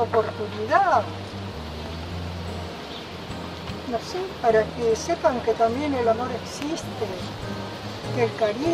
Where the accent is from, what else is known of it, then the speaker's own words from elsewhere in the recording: Argentina; Somos argentinos, no somos enemigos